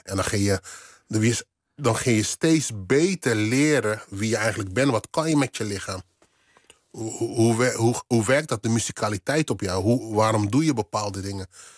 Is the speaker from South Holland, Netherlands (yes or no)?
yes; Rotterdam, South Holland, Netherlands; want ik kwam uit Rotterdam-West